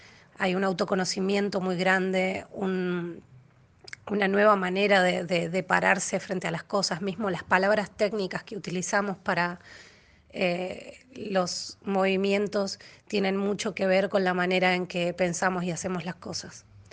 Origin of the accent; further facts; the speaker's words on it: Mendoza, Argentina; now in Buenos Aires, Argentina; soy mendocina, pero vivo en Buenos Aires, Argentina. Tengo 37 años